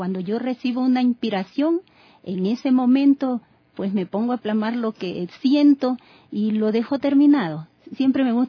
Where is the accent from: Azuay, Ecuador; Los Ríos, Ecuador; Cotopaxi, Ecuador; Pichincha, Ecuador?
Los Ríos, Ecuador; Quevedo; yo escribí este libro en mi provincia, en Quevedo. Yo soy de Quevedo. ¿Ya? Y tengo mi familia ahí, hijos, esposos.